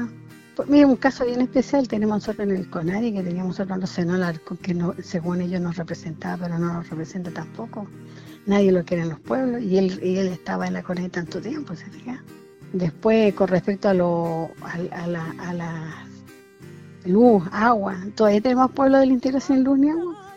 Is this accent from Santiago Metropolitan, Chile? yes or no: no; Putre, Arica y Parinacota, Chile; now in Arica, Chile; provengo de la comuna de Putre, de Caquena, ahí están mis ancestros. Vivo actualmente en Arica